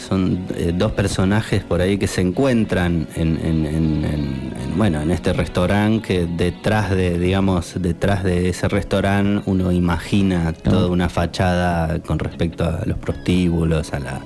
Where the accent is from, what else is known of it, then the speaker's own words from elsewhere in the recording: Buenos Aires, Argentina; now in Colón, Argentina; Yo soy de Buenos Aires, hace 4 años que vivo en Colón.